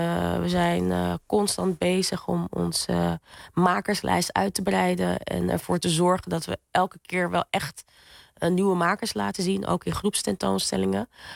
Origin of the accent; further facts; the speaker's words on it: Paramaribo, Suriname; born there; Ik ben geboren in Paramaribo, maar met Surinaamse en Frans-Guyanese roots en ook Guyanese roots. Maar voornamelijk Frans-Guyanese en Surinaamse roots.